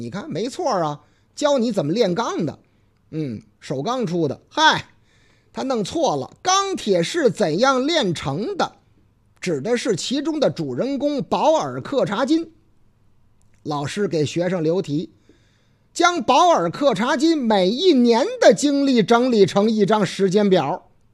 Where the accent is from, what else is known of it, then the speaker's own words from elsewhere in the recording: Laoting, Hebei, China; 这是我老家河北乐亭。对对对，挨着唐山